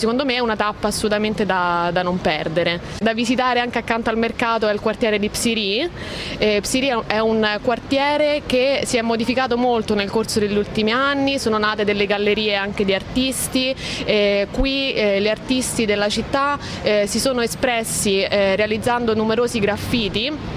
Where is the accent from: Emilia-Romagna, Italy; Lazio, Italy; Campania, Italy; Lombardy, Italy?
Lazio, Italy; Rome; now in Athens, Greece; Io sono di Roma, sono finita ad Atene un po' per caso, diciamo. Mi sono trasferita qui un anno e mezzo fa, più o meno. Mi sono trasferita per amore